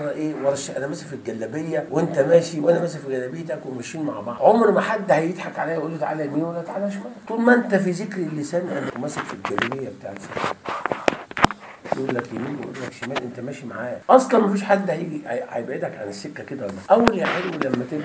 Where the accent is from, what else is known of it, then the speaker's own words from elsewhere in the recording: Egypt; احنا لما دخلنا احنا مصريين